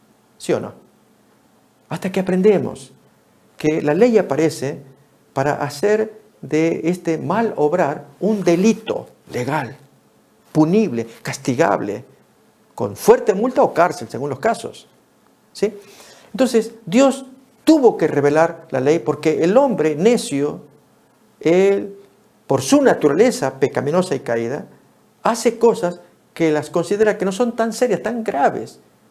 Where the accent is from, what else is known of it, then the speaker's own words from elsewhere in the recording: Tucumán, Argentina; cuando fui niño, un tiempo viví frente o contra las paredes de la cárcel allá de mi pueblo, en Argentina.